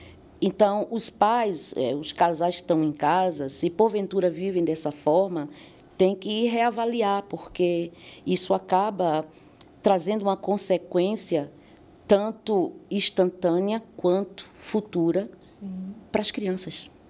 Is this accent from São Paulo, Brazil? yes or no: no; Pernambuco, Brazil; Bem, eu nasci, eu sou de Pernambuco, né? Sou, com muito orgulho, sou nordestina, muito orgulho disso. E nasci em 1976, ou seja, eu tenho 48 anos.